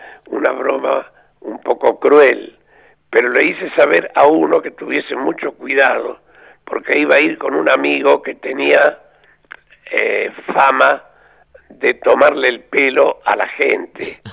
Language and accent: Spanish; Córdoba, Argentina; o somos, yo me excluyo porque sería muy vanidoso decir somos, pero el cordobés es muy ingenioso para poner un apodo